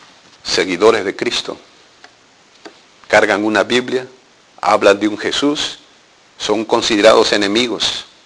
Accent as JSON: {"language": "Spanish", "country": "Peru", "said": "En mi país, en los años 80, hubo dos movimientos terroristas, Sendero Luminoso y MR, Movimiento Revolucionario Túpac Amaru."}